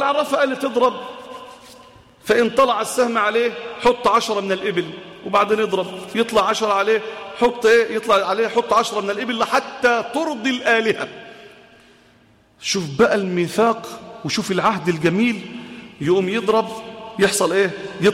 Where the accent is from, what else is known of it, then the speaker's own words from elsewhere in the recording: Egypt; وعن بلادنا مصر